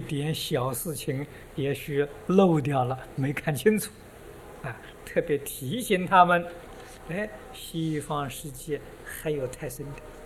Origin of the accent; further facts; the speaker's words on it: China; 我们中国人喜欢拜的天宫